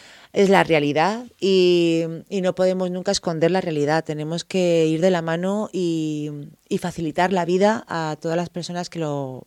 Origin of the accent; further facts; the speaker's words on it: Community of Madrid, Spain; además soy madrileña